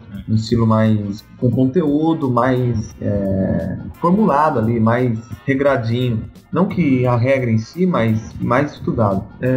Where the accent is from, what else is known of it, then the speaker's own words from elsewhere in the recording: Camaçari, Bahia, Brazil; Tenho 22 anos. Sou de Camaçari, Bahia.